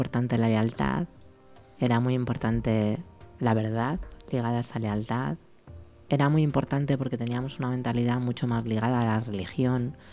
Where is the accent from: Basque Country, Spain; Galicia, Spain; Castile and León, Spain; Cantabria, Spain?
Castile and León, Spain; Salamanca; moved away; Bueno, yo quería salir de Salamanca, ¿eh?